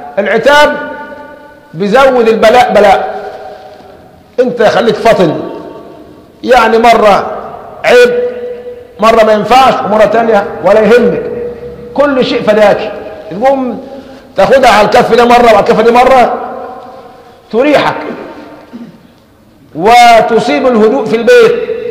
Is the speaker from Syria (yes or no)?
no; Egypt; لكن احنا كمصريين بناخذها فترة ترحيب